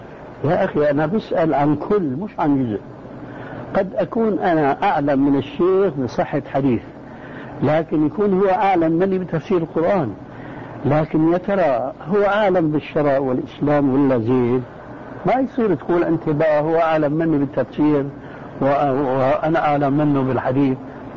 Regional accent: Syria; اسمح لي نص الكلام يقولون عندنا في الشام ما عليه جواب

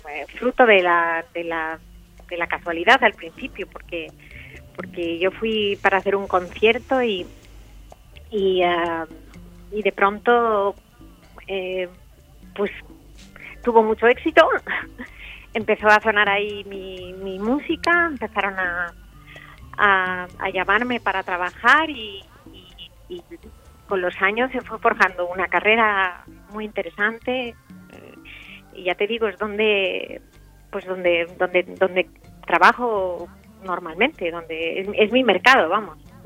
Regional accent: Spain; moved away as an adult; now in Turkey; Yo soy más turca que española

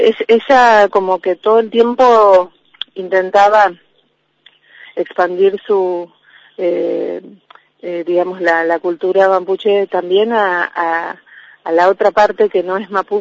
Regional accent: Trelew, Chubut, Argentina; en mi caso soy de Trelew, y desde ahí, desde esos lugares, venimos viajando durante varios meses al Viedma

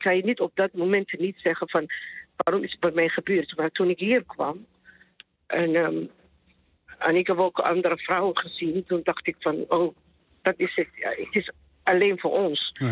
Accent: Somalia; Dutch is a second language; now in Netherlands; Ja, ik kom uit Somalië. En ik ben hier in Nederland in de jaren 90.

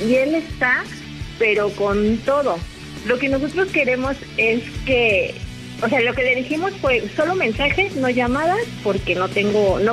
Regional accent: Veracruz, Mexico; moved away; Yo vengo de Veracruz y ya llevo 2 años viviendo aquí.

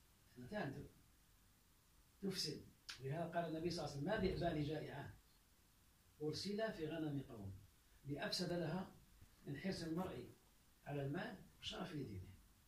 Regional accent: Algeria; وقال عندنا في الجزائر

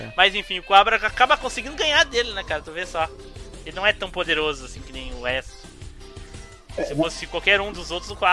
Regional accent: Rio Grande do Sul, Brazil; E aqui no Sul, era, eu sou gaúcho.

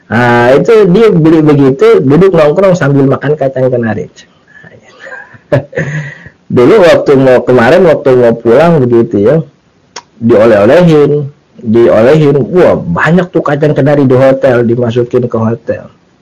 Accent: Jakarta, Indonesia; yang saya dapat gitu sebagai orang Jakarta gitu

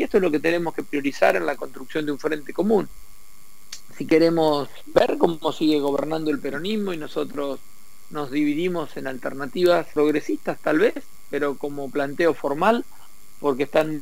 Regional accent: Santa Fe, Argentina; La verdad que si nosotros como santafesinos somos unos de los quienes más aportan al país

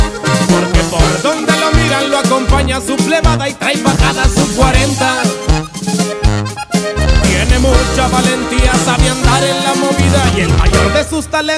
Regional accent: Veracruz, Mexico; les digo con orgullo que yo soy veracruzano.

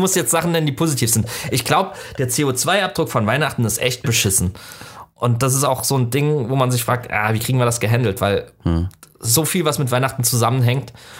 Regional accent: Southwest Germany, Germany; Ich bin im Südwesten groß geworden, da war die Chance höher, aber auch selbst da nicht.

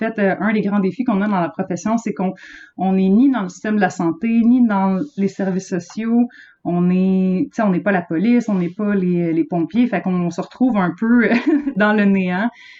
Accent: La Tuque, Quebec, Canada; si tu vas à la TUC, ma ville natale

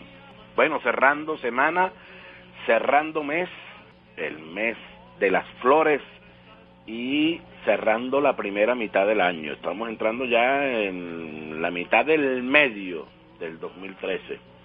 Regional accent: Venezuela; nos fortalece mucho en la autoestima, en la identidad como venezolano

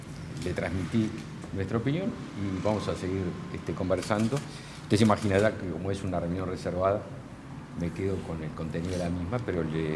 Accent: Uruguay; algo que nos dio orgullo a todos como uruguayos

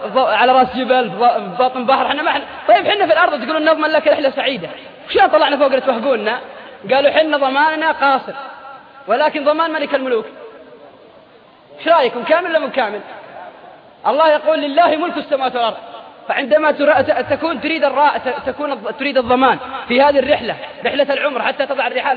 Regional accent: Al-Qassim, Saudi Arabia; تلقى الواحد عندنا في القصيم قاعد بين بريدة وعنيدة

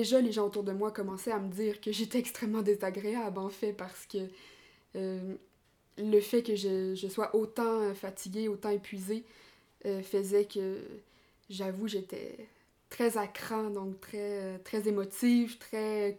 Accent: Quebec, Canada; Déjà comme on peut l'entendre, je suis québécoise. Donc, j'arrive tout juste du Québec. Je suis en France actuellement pour faire du woofing

